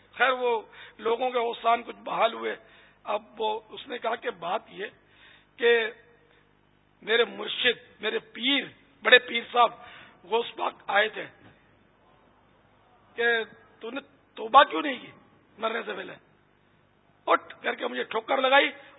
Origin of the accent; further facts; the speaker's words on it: Karachi, Sindh, Pakistan; born there; میں تو خیر باب المدینہ میں پیدا ہوا ہوں, وہ ہمارے ماں باپ وہاں کے تھے, تو وہاں پہلے سب یہ گوشت پاک کے ماننے والے ہوتے تھے مسلمان.